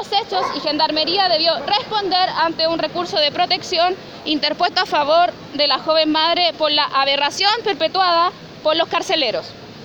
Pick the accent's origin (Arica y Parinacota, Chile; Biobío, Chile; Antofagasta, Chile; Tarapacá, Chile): Biobío, Chile; Trapa Trapa; Trapatrapa los meu tuun, provengo de Trapatrapa.